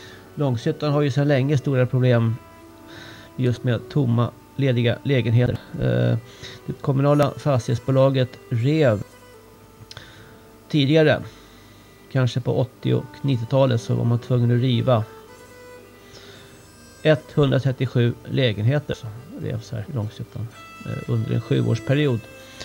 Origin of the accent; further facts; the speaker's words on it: Stockholm, Stockholm County, Sweden; Nu kommer jag från Stockholm här, så att det finns inte mycket här uppe alls.